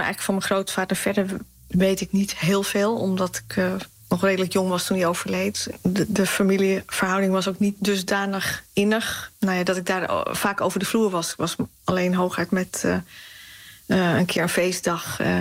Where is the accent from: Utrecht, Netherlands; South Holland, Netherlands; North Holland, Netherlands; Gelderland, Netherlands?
Utrecht, Netherlands; Amersfoort; born there; Ik ben geboren in Amersfoort. In het pand Utrechtse straat 14. Boven een winkel. Mijn ouders hadden in die tijd een winkel in de Utrechtse straat 14.